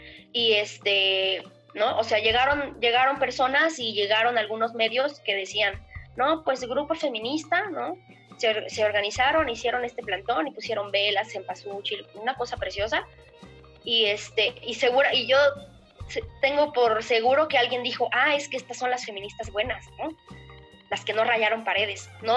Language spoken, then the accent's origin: Spanish; Mexico; Porque soy ciudadano, porque soy mexicano, porque me identifico